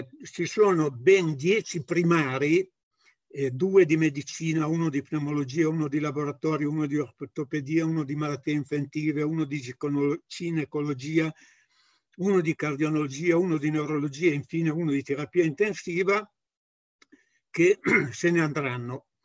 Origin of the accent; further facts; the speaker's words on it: Codogno, Lombardy, Italy; Io sono di Codogno